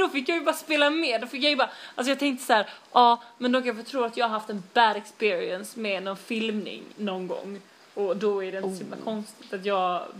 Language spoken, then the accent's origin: Swedish; Malmö, Skåne, Sweden; Jag kommer från Rosenvång.